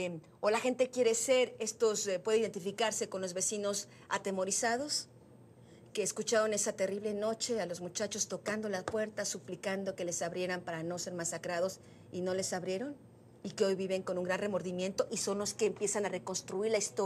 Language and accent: Spanish; Mexico; es un retrato fiel de lo que somos como mexicanos